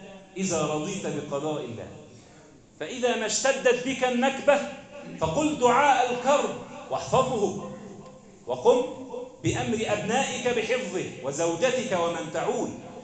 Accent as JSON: {"language": "Arabic", "country": "Egypt", "said": "اللهم اجعل بلدنا مصر أمنا أمانا"}